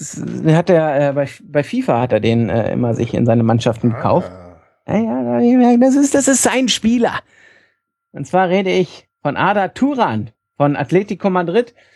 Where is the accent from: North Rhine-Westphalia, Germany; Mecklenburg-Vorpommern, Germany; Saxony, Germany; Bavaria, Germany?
Saxony, Germany; Leipzig; Und da würde ich sagen, Nehme ich, als Leipziger.